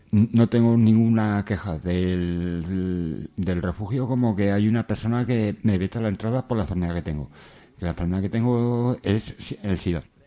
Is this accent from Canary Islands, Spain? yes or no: no; Alcañiz, Aragon, Spain; De Alcañiz, Teruel.